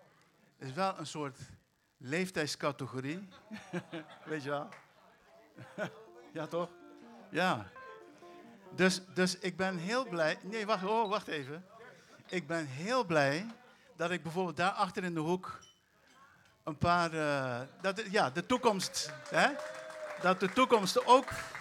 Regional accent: Curaçao; En Cascora is de wijk op Curaçao waar ik ben opgegroeid.

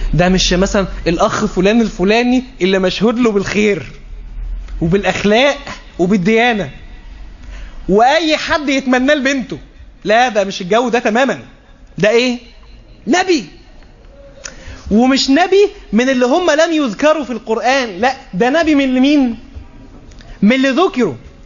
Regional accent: Egypt; بمعنى عندنا في مصر بيقولوا ايه، الترتيب للشغل ها اهم من الشغل

